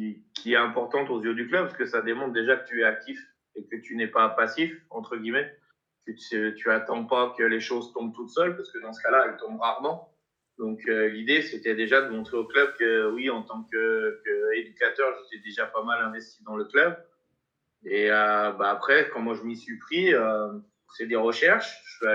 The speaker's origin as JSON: {"language": "French", "region": "Auvergne-Rhône-Alpes", "country": "France", "tie": "born or raised there", "said": "Ouais, région lyonnaise"}